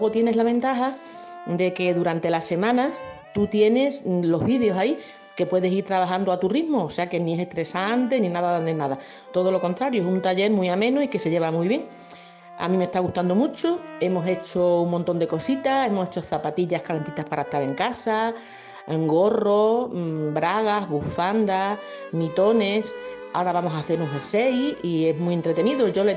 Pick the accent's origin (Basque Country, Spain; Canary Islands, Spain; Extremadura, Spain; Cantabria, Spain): Extremadura, Spain; Alburquerque; soy de Alburquerque